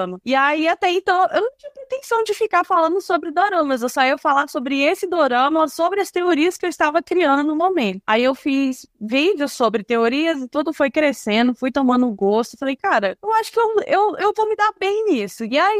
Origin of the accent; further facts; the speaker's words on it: Minas Gerais, Brazil; now in Pará, Brazil; Não, eu sou mineira, mas eu moro no sul do Pará atualmente.